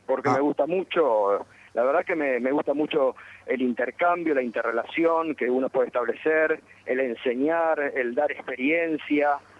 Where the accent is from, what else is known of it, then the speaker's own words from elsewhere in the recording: Concepción del Uruguay, Entre Ríos, Argentina; born there; voy seguido porque tengo mi familia allá, así que sí, tengo, viste, con bastante asiduidad voy a Concepción del Uruguay, mantengo lazos